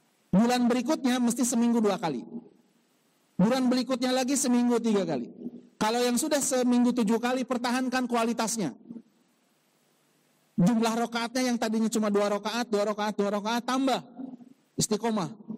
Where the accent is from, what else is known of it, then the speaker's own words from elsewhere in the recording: Bandung, West Java, Indonesia; born there; Kurang lebih 38 tahun yang lalu saya dilahirkan di kota Bandung